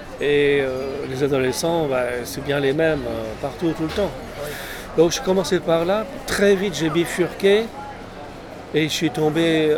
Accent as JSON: {"language": "French", "town": "Paris", "region": "Île-de-France", "country": "France", "tie": "born there", "said": "Non, je suis né à Paris. Neuilly, c'est une banlieue proche. C'est une banlieue résidentielle, riche, de snob."}